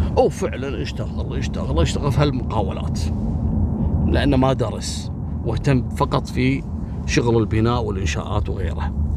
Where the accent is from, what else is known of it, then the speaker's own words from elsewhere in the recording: Kuwait; فكل الدول في العالم مرحب فيها عندنا في الكويت